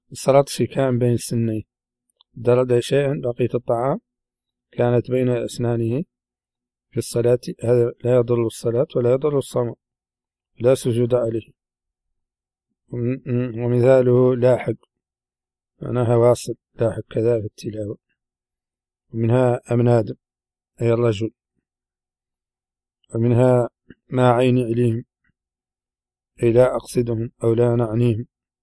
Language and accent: Arabic; Mauritania; accent: Hassaniya